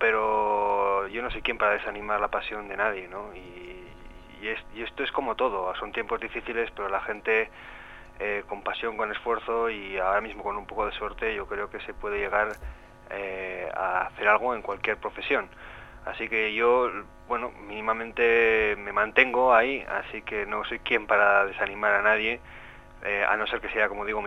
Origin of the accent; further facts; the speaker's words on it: Artajona, Navarre, Spain; Aunque soy de Artajona, de un pueblo de Navarra, y he crecido toda la vida aquí